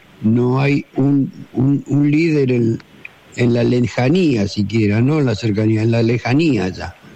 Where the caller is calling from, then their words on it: Paternal, Buenos Aires, Argentina; de Paternal.